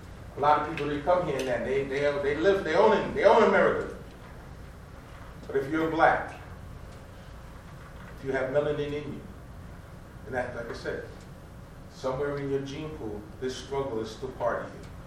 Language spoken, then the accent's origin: English; New York, United States; also born or lived in Jamaica; I'm from New York, by way of Jamaica.